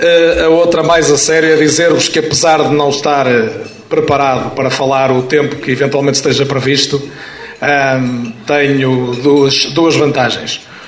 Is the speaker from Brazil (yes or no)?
no; Paredes, Porto, Portugal; eu sou de Paredes, a minha terra teve dois alvarás de rádio